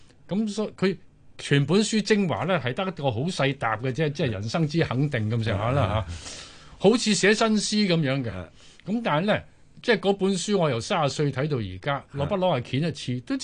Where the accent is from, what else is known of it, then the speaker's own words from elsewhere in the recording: Guangdong, China; 就翻翻我鄉下，我潮汕人